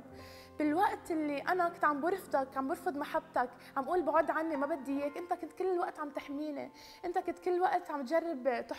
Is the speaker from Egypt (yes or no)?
no; Lebanon; أنا من لبنان، عمري 23 سنة.